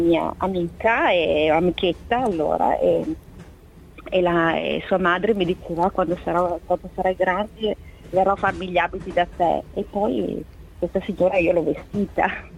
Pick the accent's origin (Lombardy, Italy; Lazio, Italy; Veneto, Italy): Veneto, Italy; Verona; io sono di Verona, e quindi ho iniziato là, e poi mi sono trasferita a Castiglione delle Stiviere per lavorare per questa azienda.